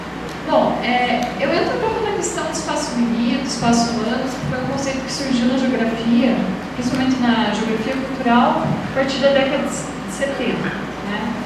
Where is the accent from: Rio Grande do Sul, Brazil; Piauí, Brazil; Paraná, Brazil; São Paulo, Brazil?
Paraná, Brazil; Ponta Grossa; eu vim de Ponta Grossa, Paraná.